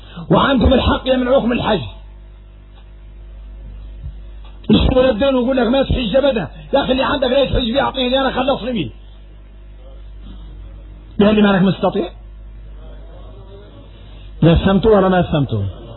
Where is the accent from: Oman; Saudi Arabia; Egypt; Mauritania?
Mauritania; احنا موريتاني